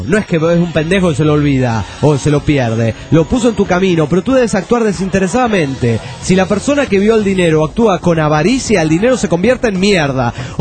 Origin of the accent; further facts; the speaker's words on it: Mexico City, Mexico; Soy del DF mexicano